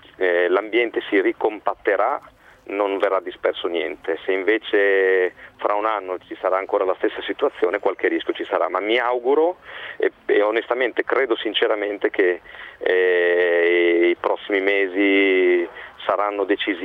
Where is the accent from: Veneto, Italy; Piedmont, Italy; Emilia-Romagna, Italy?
Emilia-Romagna, Italy; Bologna; da bolognese, fortitudino, cresciuto